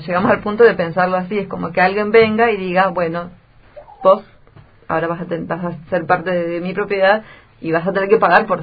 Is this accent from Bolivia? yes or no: yes; Bolivia; con mi mamá, que ella es boliviana, yo también soy boliviana